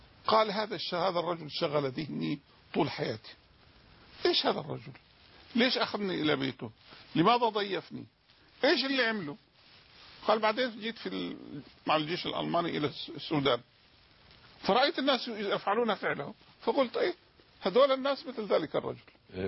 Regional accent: Jordan; أعظم مسجد موجود عندنا في الأردن يتسع إلى 10,000 واحد.

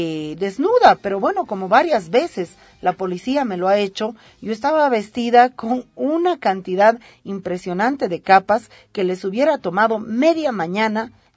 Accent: Bolivia; Si nosotras como bolivianas no tenemos ese derecho

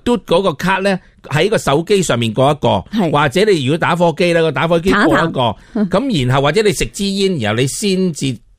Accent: Hong Kong; 你发唔发现以前我哋香港人咧旅游冇谂过呢啲嘢？

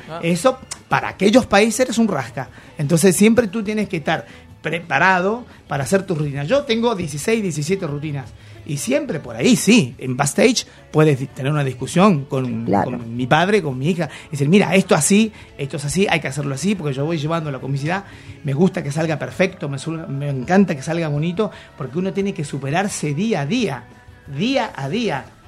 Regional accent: Chile; El público chileno, a pesar de que nosotros somos chilenos, es exigente.

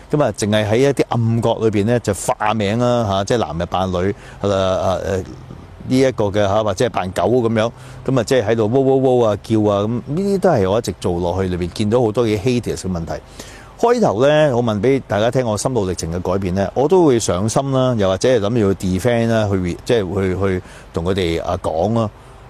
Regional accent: Canada; 可能我喺加拿大長大啦

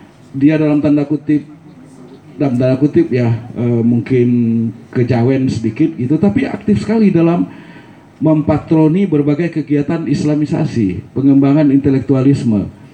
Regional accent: West Sumatra, Indonesia; Saya orang Minang, istri saya orang Sunda. Sudah 35 tahun, Alhamdulillah sampai sekarang nggak bisa bahasa Sunda.

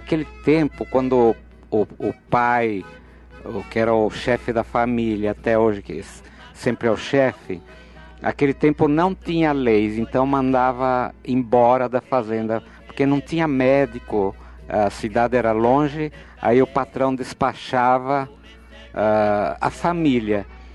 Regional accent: Botucatu, São Paulo, Brazil; also born or lived in São Manuel; E então nós somos da roça, fomos criados em São Manuel e Botucatu também, mas não na cidade. Uma fazenda pertencia a Botucatu, onde … nasceu, que sou eu.

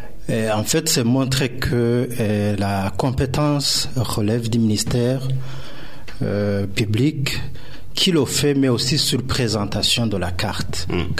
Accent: Burundi; Mais d'abord, notons que je suis burundais.

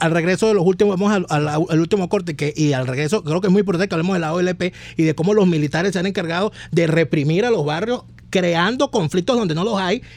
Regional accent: Venezuela; ¿cómo juzgamos nosotros como venezolanos a estos militares que han permitido esto?

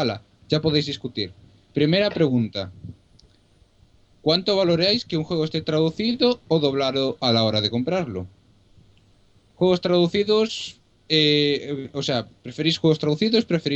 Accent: Galicia, Spain; como se nota que somos gallegos la mayoría.

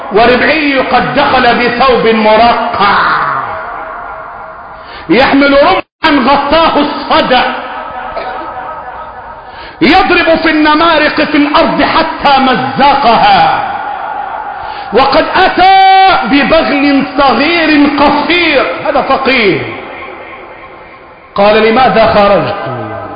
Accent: Egypt; اللهم احفظ بلدنا مصر

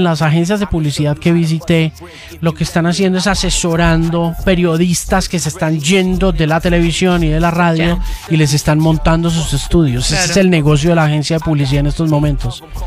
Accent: Argentina; Me he quedado hablando así, claro, vengo de Argentina.

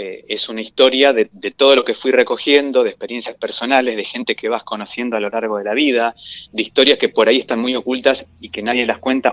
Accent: Gualeguaychú, Entre Ríos, Argentina; Yo soy originario de Gualeguaychú, mi familia es de allá.

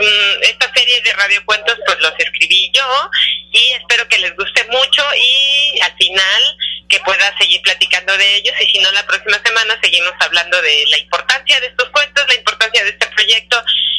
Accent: Mexico; Creo que como mexicanos podemos sacar adelante este país.

